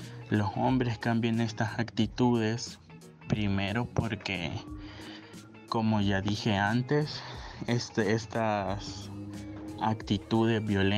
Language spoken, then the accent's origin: Spanish; Tegucigalpa, Francisco Morazán, Honduras; soy de Tegucigalpa